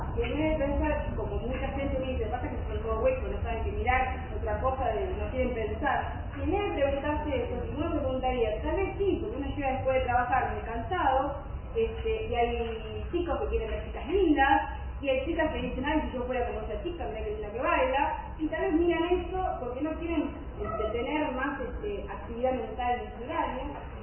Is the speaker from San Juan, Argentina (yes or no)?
no; Cañuelas, Buenos Aires Province, Argentina; Somos de Cañuelas, que somos la capital del dulce de leche.